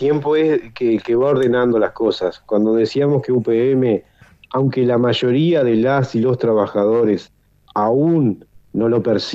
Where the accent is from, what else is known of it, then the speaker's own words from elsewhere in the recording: Paysandú, Uruguay; nosotros somos de Paysandú